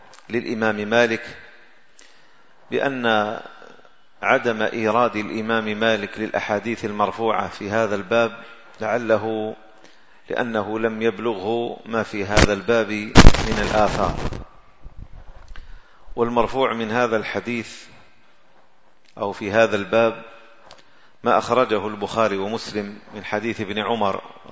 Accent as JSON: {"language": "Arabic", "country": "Algeria", "said": "هذا لا يوجد إلا عندنا في الجزائر"}